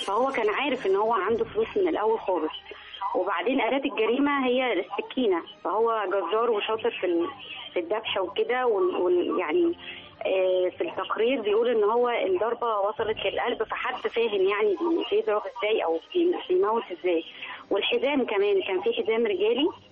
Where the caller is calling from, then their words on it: Alexandria, Alexandria Governorate, Egypt; من اسكندريه